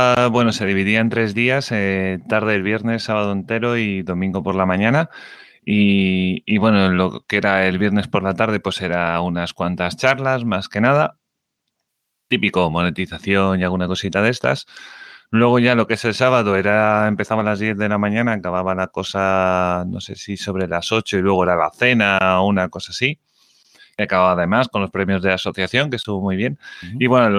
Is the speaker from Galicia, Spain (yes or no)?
yes; Galicia, Spain; Yo no le conozco, que yo soy el mal gallego este, de los cuatro.